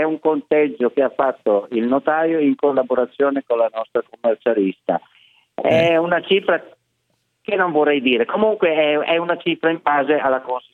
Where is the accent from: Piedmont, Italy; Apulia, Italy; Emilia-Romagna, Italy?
Piedmont, Italy; Zumaglia; moved away; non sono bergamasco, perché io arrivo da un bel paesello che si chiama Zumaglia, che è a 5 km da Biella, e io sono arrivato qua appunto prima del 1970